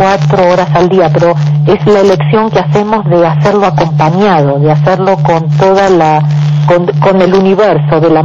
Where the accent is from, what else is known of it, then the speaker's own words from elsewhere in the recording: Argentina; no sé si sabes que soy contadora de profesión y bien intelectual como buena argentina